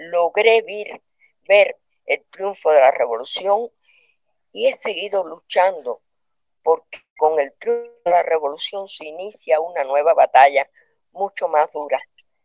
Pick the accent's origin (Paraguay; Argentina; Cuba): Cuba; San Juan y Martínez, Pinar del Río; born there; en una zona rural, pero era una zona que es la de San Juan y Martínez, que es la zona de mejor tabaco del mundo. Así se le dice a esa zona donde yo nací.